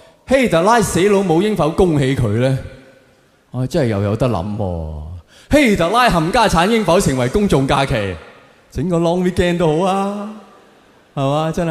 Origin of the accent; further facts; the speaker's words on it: Hong Kong; 而家我哋香港人见到警察就